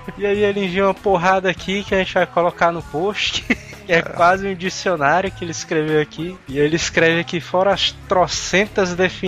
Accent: Bahia, Brazil; Desses 15, somente 3 são nordestinos. Eu, que sou da Bahia

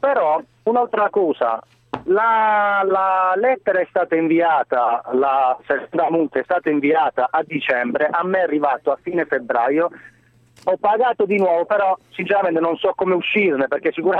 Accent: Albania; now in Italy; Io sono albanese, sono 15 anni che sto in Italia

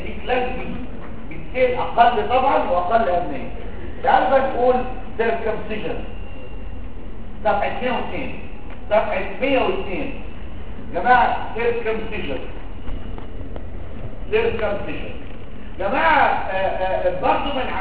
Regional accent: Egypt; عندنا في مصر الناس كلها بتطالب

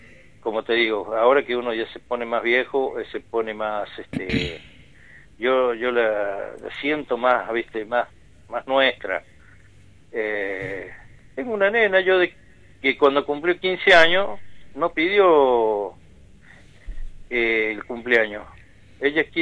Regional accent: Unquillo, Córdoba, Argentina; yo me crié acá en Unquillo, en la casa del niño del padre Aguilera.

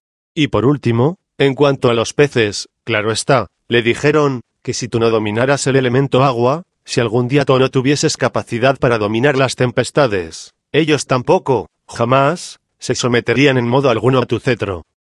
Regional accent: Mexico; yo no soy yucateco, yo soy un humilde habitante de Cotija, Michoacán. Pero no debemos desconocer que en la tierra yucateca tenemos nosotros, los mexicanos, muchas tradiciones.

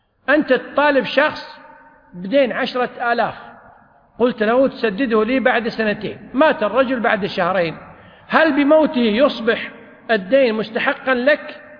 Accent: Kuwait; والقانون عندنا في الكويت أن الديون المؤجلة

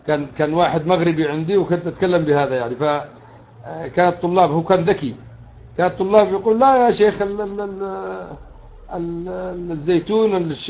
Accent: Yemen; موسم الزرع الآن عندنا في اليمن مثلا،

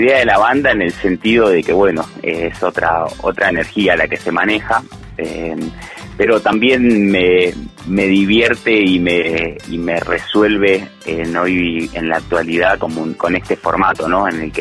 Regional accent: Buenos Aires, Argentina; now in Huerta Grande, Argentina; Valle de Punilla, de Huerta Grande, mejor dicho, bueno, que vengo de Buenos Aires en 2016

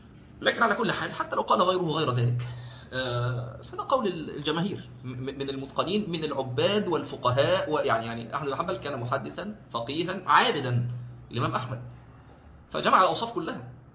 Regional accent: Egypt; فاحنا اظن هو السبت عندنا في مصر

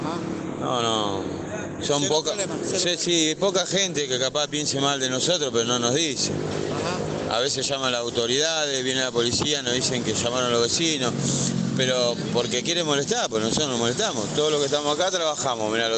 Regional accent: Rosario, Santa Fe, Argentina; soy una persona que no soy de acá encima, soy de Rosario. Estoy lejos de mi familia

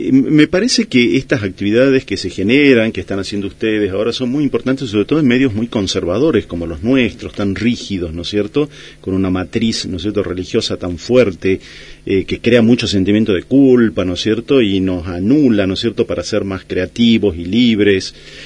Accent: Tucumán, Argentina; Yo soy tucumano

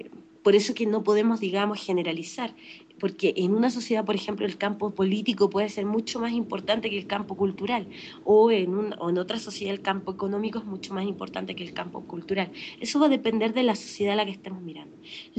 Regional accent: Chile; bueno, yo soy chilena y eso es muy importante contextualizarlo

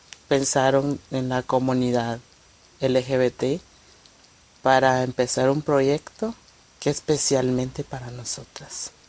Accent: Guatemala; Soy de Guatemala. Tengo 26 años de edad.

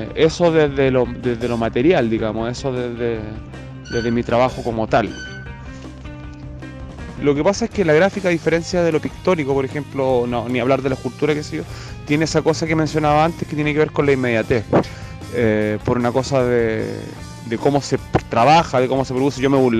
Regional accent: Concepción, Biobío, Chile; moved away; Sucede que yo me fui de Chile, me fui de Conce, volví después de 6 años, me reencontré con mis antiguos barrios

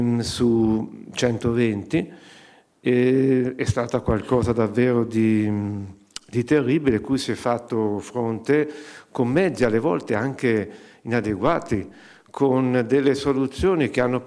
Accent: Arezzo, Tuscany, Italy; io sono originario di Arezzo

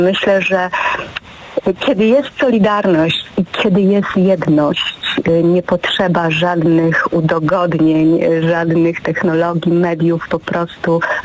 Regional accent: Łódź, Łódź Voivodeship, Poland; now in Lublin, Poland; Nie byłam też lubelanką wtedy, bo przyjechałam do Lublina z Łodzi 20 lat temu

